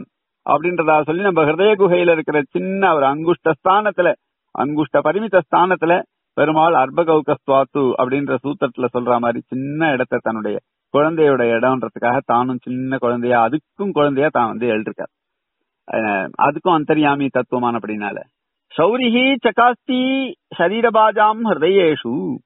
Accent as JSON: {"language": "Tamil", "region": "Tamil Nadu", "country": "India", "tie": "born or raised there", "said": "சொந்த ஊர் கிடையாது ஆனா கீழ்நிற்குணம்னு போட்டுக்கிறதுக்கு காரணம் அந்த ஊர்லயே வளர்ந்தேன், அந்த ஊர்ல தான் படிச்சேன், அந்த ஊர்ல தான் இருந்தேன்."}